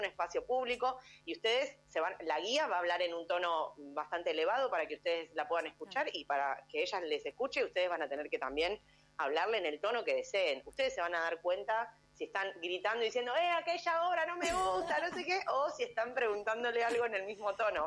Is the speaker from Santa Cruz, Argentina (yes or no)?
no; González Catán, Buenos Aires Province, Argentina; porque yo soy de González Catán, re lejos